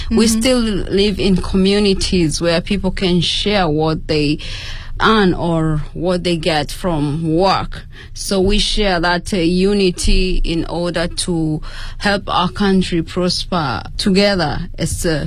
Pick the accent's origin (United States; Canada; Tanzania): Tanzania; English is a second language; now in China; and I am from Tanzania.